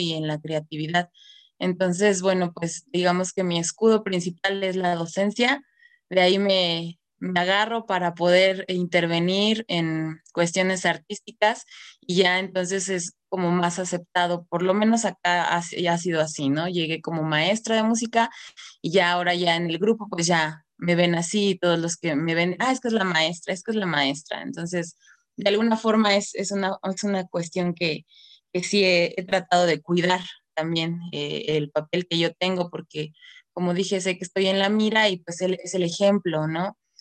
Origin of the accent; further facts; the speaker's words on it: Mexico City, Mexico; born there; tengo solo 7 meses viviendo acá. Yo nací en la Ciudad de México, soy maestra de violín